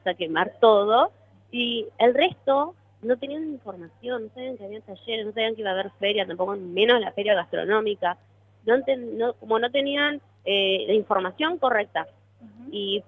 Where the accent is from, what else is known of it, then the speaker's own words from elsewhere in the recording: Trelew, Chubut, Argentina; Ver Trelew, mi pueblo donde nací, me crié y estoy acá